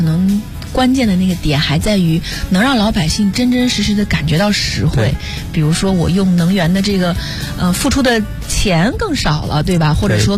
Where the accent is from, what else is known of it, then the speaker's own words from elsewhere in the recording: Urumqi, Xinjiang, China; 因为我的家乡呢是在新疆乌鲁木齐，所以我特别有切身的体会。